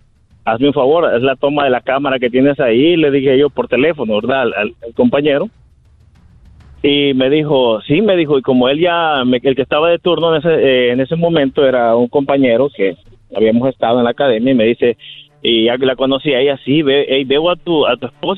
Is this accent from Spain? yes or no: no; El Salvador; yo soy de El Salvador, y pues yo allá era investigador de la policía